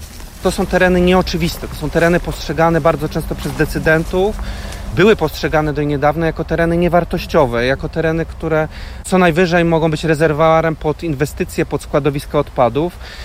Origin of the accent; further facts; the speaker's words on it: Poznań, Greater Poland Voivodeship, Poland; Wychowywałem się w Poznaniu na nieużytku. To była rezerwa pod inwestycję tramwajową.